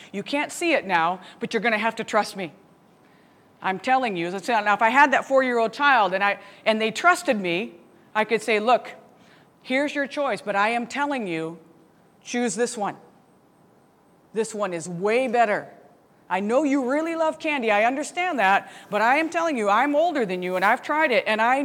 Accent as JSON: {"language": "English", "country": "United States", "said": "he had asked me where I was from. I told him I was from America and where."}